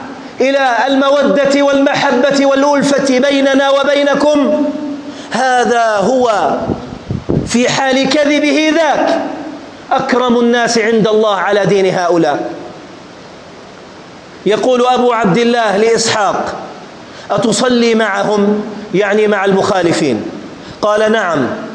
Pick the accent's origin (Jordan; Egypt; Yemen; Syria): Jordan; احفظ بلدنا الأردن